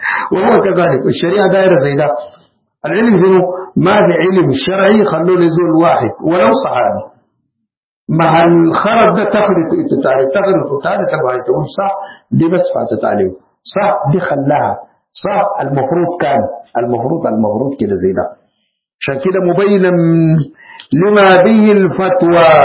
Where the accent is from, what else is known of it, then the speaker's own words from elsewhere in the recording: Sudan; من أحسن الحاجات عندنا في السودان مختصر المختصر